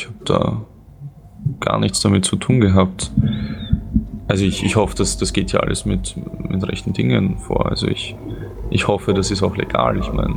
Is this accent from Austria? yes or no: yes; Austria; Ich bin Österreicher, hört man vielleicht auch.